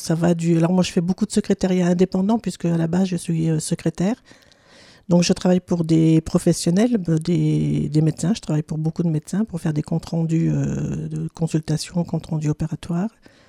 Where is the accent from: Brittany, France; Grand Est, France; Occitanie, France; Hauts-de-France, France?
Grand Est, France; Strasbourg; born there; Oui, alors je suis née en 1957 à Strasbourg, mais je n'ai vraiment fait qu'y naître. J'ai ensuite vécu pendant 4 ans chez différentes nourrices, souvent étrangères, ce qui a favorisé, je pense en tout cas, mon aptitude aux langues étrangères.